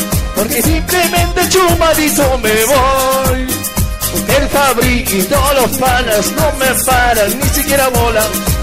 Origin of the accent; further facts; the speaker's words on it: Tumbaco, Pichincha, Ecuador; Los que somos de Tumbaco. Los que somos del Valle de Tumbaco, ¿dónde estamos?